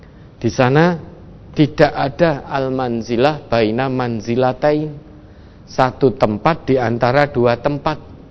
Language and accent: Indonesian; Surakarta, Central Java, Indonesia; Tidak harus saya asli Solo, matinya harus di Solo, tidak.